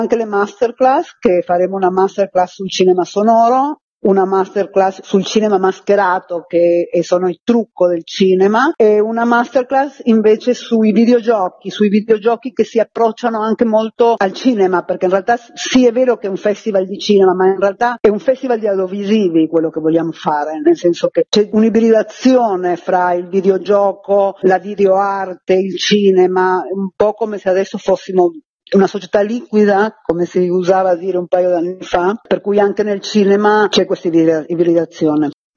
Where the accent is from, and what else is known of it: Milan, Lombardy, Italy